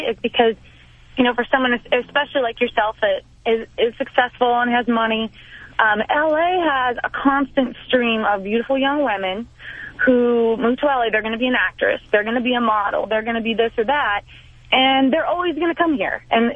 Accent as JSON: {"language": "English", "region": "Colorado", "country": "United States", "tie": "born or raised there", "said": "I grew up in rural Colorado."}